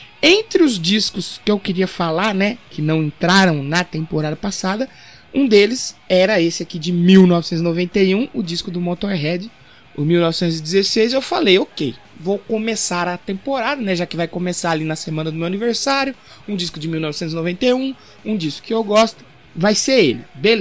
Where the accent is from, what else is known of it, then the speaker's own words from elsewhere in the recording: São Paulo, Brazil; eu sou aqui do interior de São Paulo, e quando eu cheguei aqui, acho que por volta de 2004, 2005